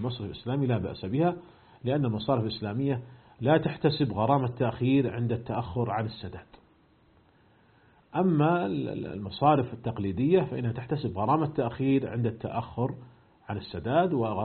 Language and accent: Arabic; Saudi Arabia; أيضا هنا عندنا في المملكة العربية السعودية